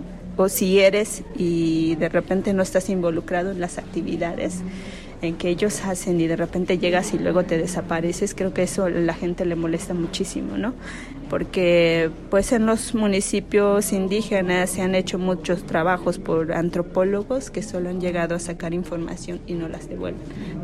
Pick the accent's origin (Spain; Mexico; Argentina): Mexico; Oxchuc, Chiapas; soy originaria de Ixchuc, Chiapas, soy tzeltal, hablante de la lengua.